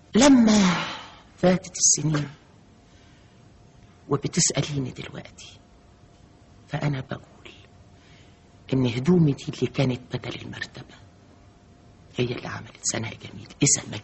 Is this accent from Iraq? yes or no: no; Upper Egypt, Egypt; أنا ست صعيدية، بنت صعيدية